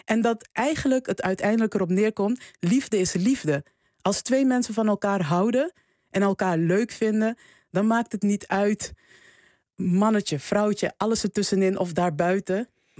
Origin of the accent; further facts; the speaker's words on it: Suriname; ik ben opgegroeid in Suriname, dus ik dacht altijd van, oh ja, er moet een man een keer komen en die moet mij veroveren